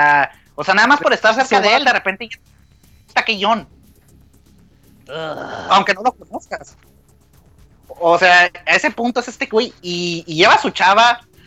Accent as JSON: {"language": "Spanish", "country": "Mexico", "said": "pues como todo mexicano debe pedir, un pinche vaso de coca"}